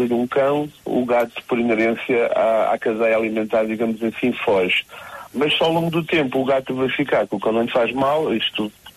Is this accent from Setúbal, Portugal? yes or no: no; Funchal, Madeira, Portugal; não somos de Porto Santo, somos do Santo da Madeira, do Funchal.